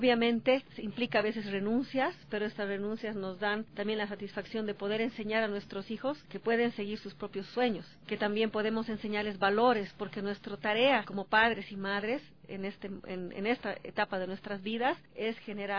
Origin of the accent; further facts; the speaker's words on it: La Paz, Bolivia; Yo soy de La Paz, Bolivia.